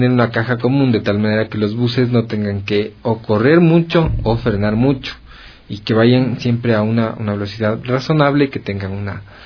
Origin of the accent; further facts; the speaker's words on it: Quito, Pichincha, Ecuador; cómo nos aporta a nosotros como quiteños. Estamos aquí en Quito